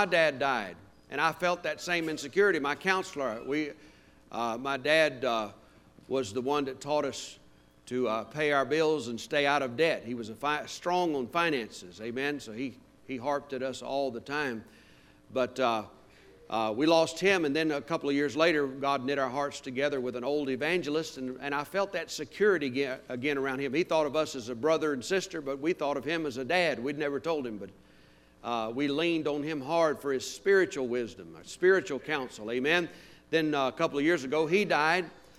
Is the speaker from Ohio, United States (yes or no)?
no; Louisiana, United States; And I was raised in Louisiana, so both my teams won last night, Georgia and LSU.